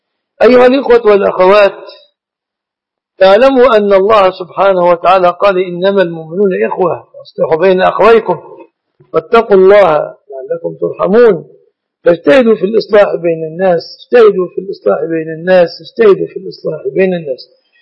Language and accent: Arabic; Egypt; نعتبر أن الذهب من الصداق في بلادنا مصر